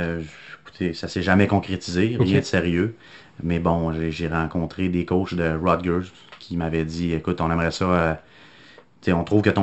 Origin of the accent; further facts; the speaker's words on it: Saint-Victor, Quebec, Canada; Oui, je viens du beau petit village de Saint-Victor-le-Beauce.